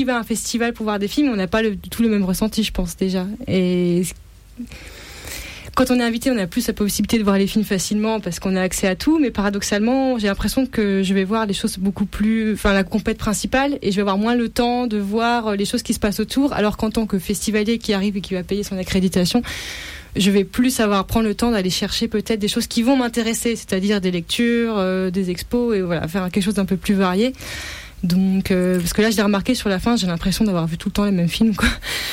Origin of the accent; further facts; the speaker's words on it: France; mais en tant que Français, on se sent à l'aise.